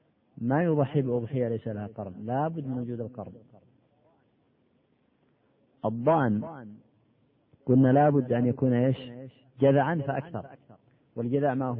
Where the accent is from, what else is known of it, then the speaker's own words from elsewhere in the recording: Al Bayda Governorate, Yemen; عندنا في اليمن في البيضاء الناس عندهم عادة